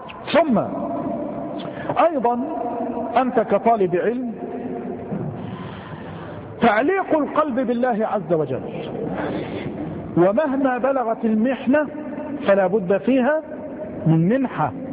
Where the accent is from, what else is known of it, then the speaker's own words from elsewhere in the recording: Mansoura, Dakahlia, Egypt; لما خرج بعض المغفلين خاصة عندنا في المنصورة